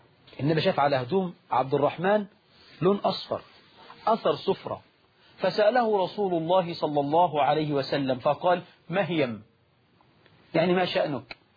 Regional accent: Egypt; طبعا النهاردة نقول الشباب عندنا في مصر

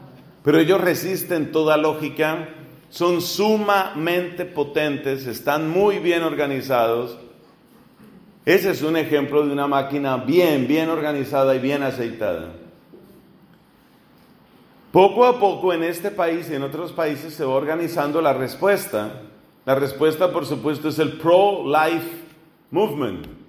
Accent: Colombia; es una vergüenza en mi país y es algo que hemos tenido que cargar muchos colombianos

